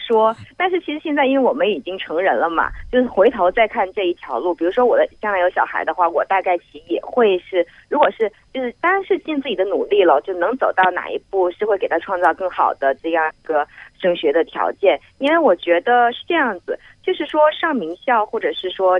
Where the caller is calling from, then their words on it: Changchun, Jilin, China; 来自长春。